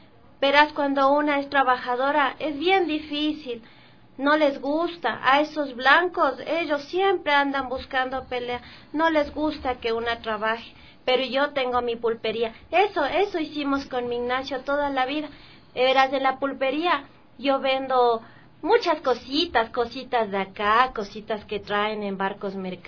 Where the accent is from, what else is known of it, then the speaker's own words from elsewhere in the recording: Latacunga, Cotopaxi, Ecuador; textiles que traemos de Tacunga, de donde yo vengo, de Tío Puyo